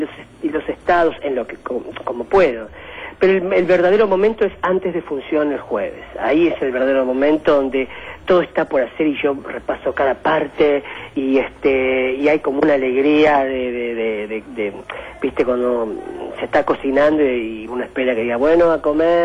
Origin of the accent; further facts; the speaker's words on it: Argentina; la argentina, que es la patria a la que pertenezco porque soy argentino y nací en esta tierra, y la boliviana, que es la patria de mis padres, la patria a la que pertenezco desde la sangre, desde la tradición. Me crié dentro de la cultura boliviana